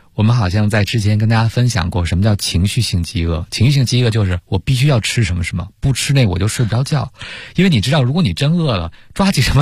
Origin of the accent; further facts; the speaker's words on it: China; 现在可能对于我们中国人餐桌叫高辣